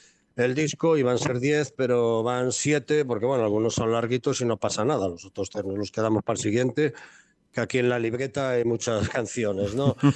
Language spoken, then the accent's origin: Spanish; Galicia, Spain; porque todos los músicos de la banda somos gallegos